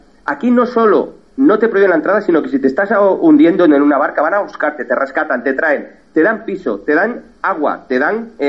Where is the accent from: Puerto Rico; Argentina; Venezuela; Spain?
Spain; Yo soy un español de a pie